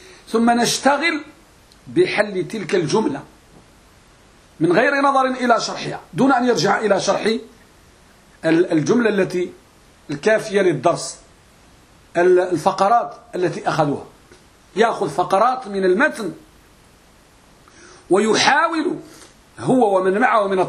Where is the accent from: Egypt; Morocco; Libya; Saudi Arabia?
Morocco; وهذه مسألة موجودة عندنا بالمغرب تسمى المراجعة والمطالعة.